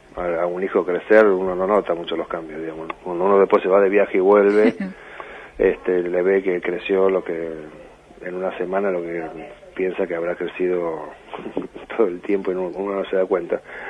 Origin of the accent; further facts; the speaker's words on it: Tucumán, Argentina; Yo iba mucho al cine cuando era chico en Tucumán.